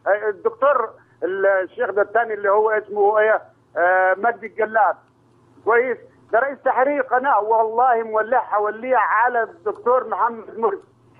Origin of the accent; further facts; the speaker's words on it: Upper Egypt, Egypt; من صعيد حضرتك من صعيد من